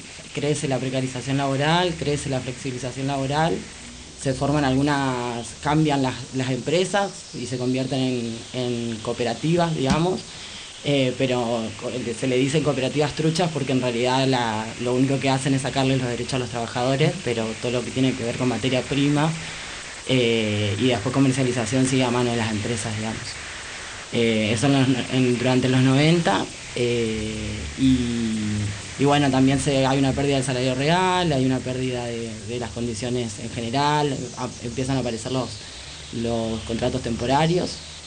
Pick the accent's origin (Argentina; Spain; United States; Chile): Argentina; Carapachay, Buenos Aires Province; No, de Capital no. Soy del conurbano, soy de Carapachay.